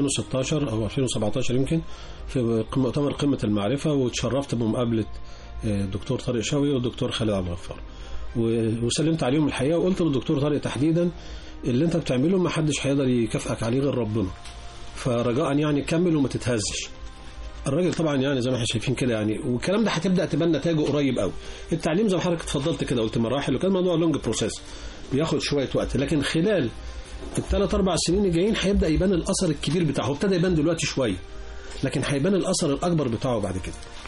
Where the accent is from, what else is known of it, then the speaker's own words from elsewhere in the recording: Upper Egypt, Egypt; احنا عندنا في الصعيد بيأجروا ناس يعددوا عياطهم،